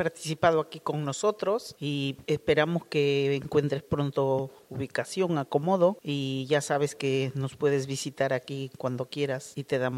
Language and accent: Spanish; Peru; Conozco una paisana peruana que su